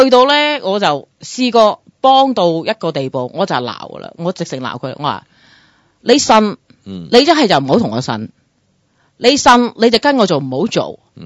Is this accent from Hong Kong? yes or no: no; United States; 即系我喺美国长大都咁多年啦，我亦都系由低做起啦。